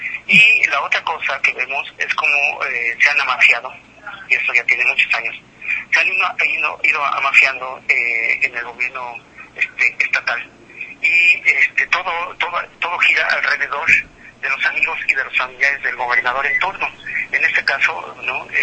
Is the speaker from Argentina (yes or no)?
no; Sonora, Mexico; como un ciudadano del país, digo, no como sonorense, sino como un ciudadano del país